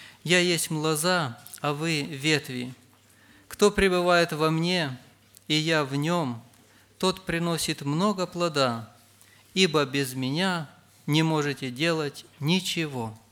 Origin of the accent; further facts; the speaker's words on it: Rivne Oblast, Ukraine; я из Ровенской области